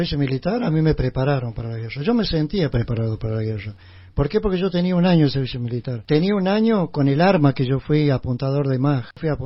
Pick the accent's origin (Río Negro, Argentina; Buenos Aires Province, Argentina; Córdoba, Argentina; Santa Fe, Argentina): Córdoba, Argentina; Chilín; Yo no soy nativo de acá de Capilla del Monte, yo soy nativo de acá de Chilín.